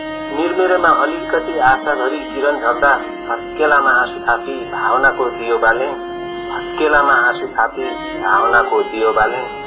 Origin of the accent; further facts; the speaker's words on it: Koshi Province, Nepal; now in United Kingdom; म नेपालमा नेपालको पूर्वीय क्षेत्र जुन मेरो पुर्ख्यौली जिल्ला ताप्लेजुङ हो, त्यसपछिका मेरा स्थायी ठेगाना सुनसरी जिल्ला मिटरी हो। र हाल म यो बेलायतमा आफ्नो प्रवासी जीवन म व्यतीत गरिरहेको छु।